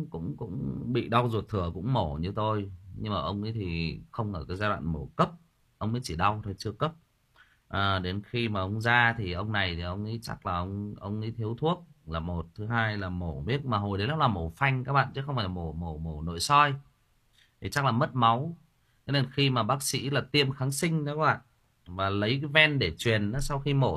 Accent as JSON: {"language": "Vietnamese", "region": "Thai Nguyen", "country": "Vietnam", "tie": "born or raised there", "said": "Tôi lớn lên, tôi sinh ra và lớn lên ở Thái Nguyên."}